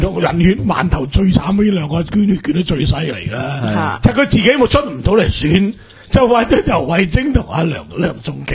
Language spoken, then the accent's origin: Cantonese; Hong Kong; 其实我哋香港人都算聪明嘅、起码我哋中环到湾仔冇丝横片嘢嘅啫。